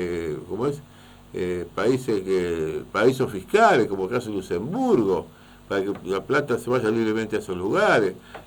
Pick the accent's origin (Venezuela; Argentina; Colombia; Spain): Argentina; la seguridad que tenemos como ciudadanos argentinos, desgraciadamente